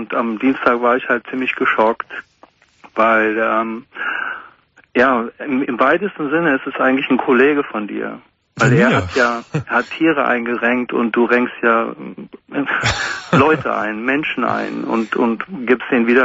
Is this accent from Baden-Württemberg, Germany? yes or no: no; Münster, North Rhine-Westphalia, Germany; Da war ich nicht hier in Münster. Ich bin aus Münster in Westfalen.